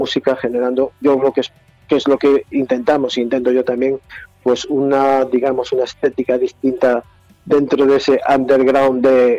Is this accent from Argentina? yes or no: no; Galicia, Spain; Y que para ser gallegos ya es complicado, porque no sabemos si vamos y venimos, si subimos o si bajamos